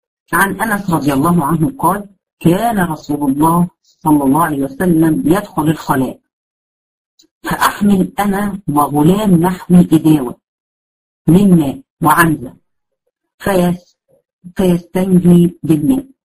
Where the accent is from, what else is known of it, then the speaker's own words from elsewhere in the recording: Egypt; احنا حتى عندنا في مصر بيعتقدوا الكلام ده